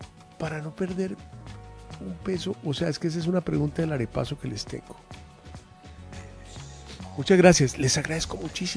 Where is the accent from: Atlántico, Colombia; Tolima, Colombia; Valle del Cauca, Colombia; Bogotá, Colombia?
Bogotá, Colombia; Aquí yo soy bogotano.